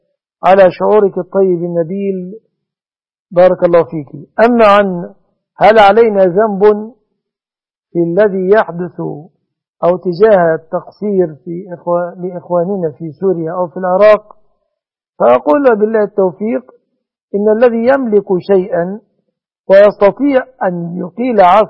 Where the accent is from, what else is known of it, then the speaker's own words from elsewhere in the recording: Egypt; وأسأل الله أن يصلح أحوال بلادنا مصر وبلاد المسلمين